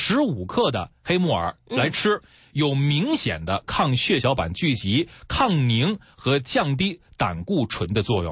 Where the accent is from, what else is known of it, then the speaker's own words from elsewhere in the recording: Beijing, China; 咱们北京人